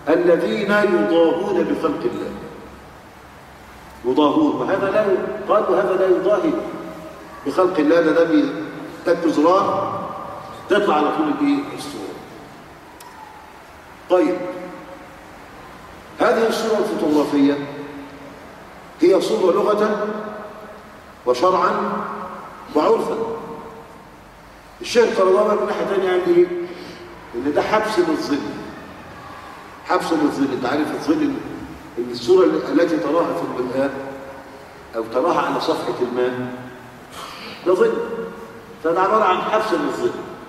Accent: Egypt; عندنا في مصر

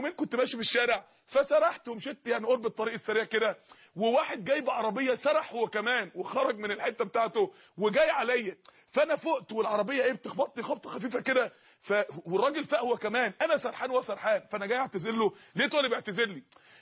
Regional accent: Mansoura, Dakahlia, Egypt; عندنا اخت في المنصورة، عندنا في المنصورة جالها سرطان فعلا بحقيقة

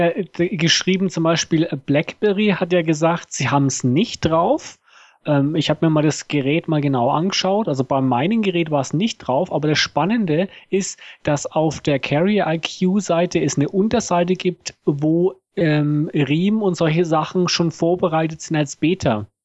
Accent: Germany; now in Switzerland; ich bin ja Deutscher, der in der Schweiz wohnt und ich darf ja nicht wählen.

